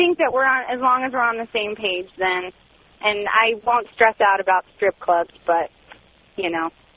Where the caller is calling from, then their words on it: Phoenix, Arizona, United States; I'm calling from Phoenix, and I'm 23, and I'm married